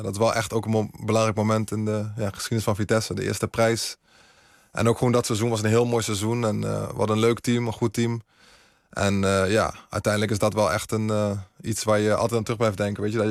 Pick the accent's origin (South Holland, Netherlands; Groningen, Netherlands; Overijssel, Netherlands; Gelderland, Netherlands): Gelderland, Netherlands; Nijmegen; En de meeste mensen weten ook dat ik uit Nijmegen kom.